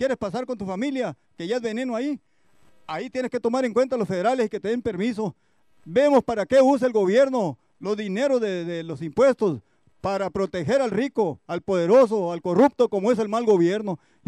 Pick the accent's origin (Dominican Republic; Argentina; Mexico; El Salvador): Mexico; Como buen mexicano, hay que saber morir